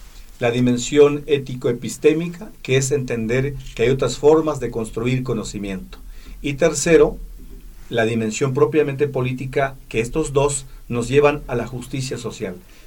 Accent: Chiapas, Mexico; first language Tzeltal; Spanish is a second language; Bueno, les he hablado en mi lengua madre, que es la lengua maya tzeltal.

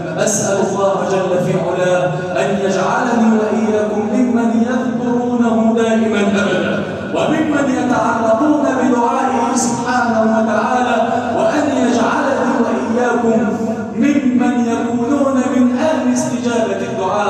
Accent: Egypt; اللهم اجعل بلدنا مصر واحه للامن والامان يا كريم

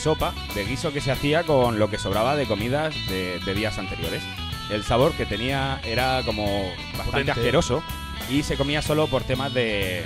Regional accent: Catral, Valencian Community, Spain; Catral, Vega Baja.

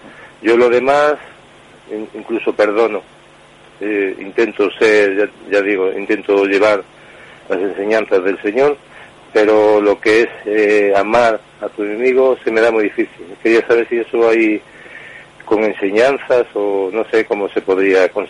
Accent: Vigo, Galicia, Spain

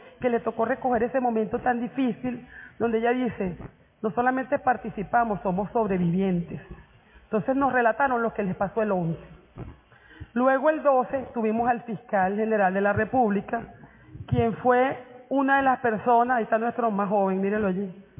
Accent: Venezuela; Esos somos los venezolanos

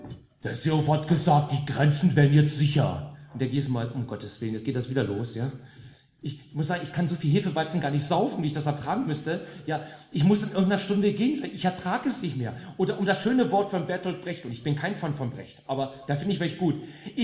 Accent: West Germany, Germany; born there; Ich bin im Westen geboren.

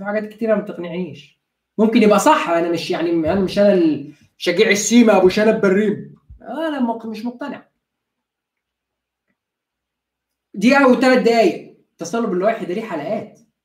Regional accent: Egypt; عندنا في مصر.

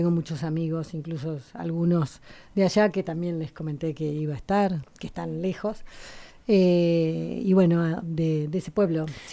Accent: Río Turbio, Santa Cruz, Argentina; Mi pueblo en Río Turbio. Yo crecí en Río Turbio, que tiene las minas de carbón

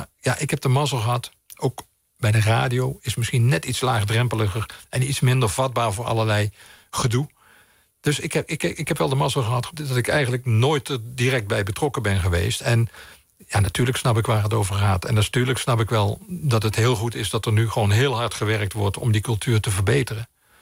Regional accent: Limburg, Netherlands; moved away as an adult; nee, ik ben Limburger, maar ik ben gestopt toen ik uit Limburg vertrok. Toen ik ging studeren en daarna heb ik nooit mijn carnaval gevierd.

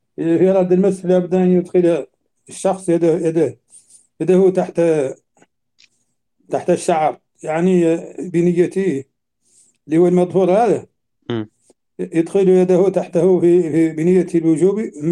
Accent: Mauritania; يمكن أن لا تكون موجودة عندنا في موريتانيا

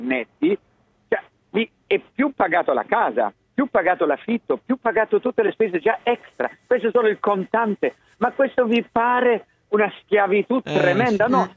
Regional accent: Hamburg, Germany; ma io non sono di Francoforte, io sono di Amburgo.

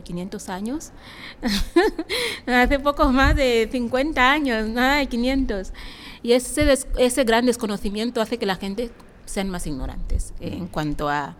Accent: Equatorial Guinea; ¿de dónde eres? De Guinea Ecuatorial. Habla muy bien el español para ser africana

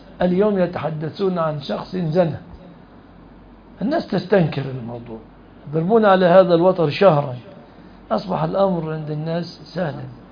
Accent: Egypt; في بلادنا مصر

